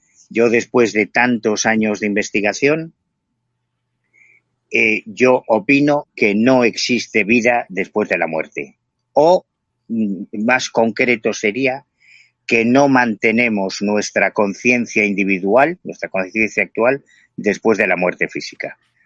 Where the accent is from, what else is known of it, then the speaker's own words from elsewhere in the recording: Galicia, Spain; Y como yo soy gallego, yo vivo en La Coruña